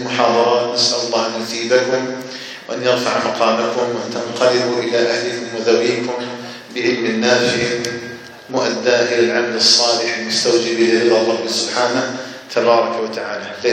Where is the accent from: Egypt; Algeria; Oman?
Algeria; أن يجعل الجزائر بلدنا آمنا مطمئنا